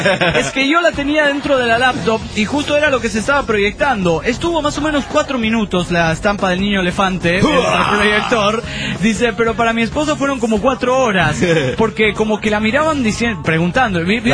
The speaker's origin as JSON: {"language": "Spanish", "region": "San Luis", "country": "Argentina", "said": "de San Luis, República Argentina."}